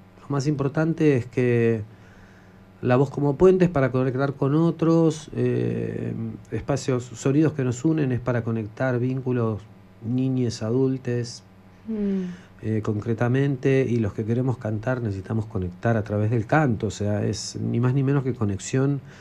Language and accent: Spanish; Buenos Aires, Argentina; Soy un porteño que quiere conectar con gente de acá, de Córdoba, de Mendoza, de San Juan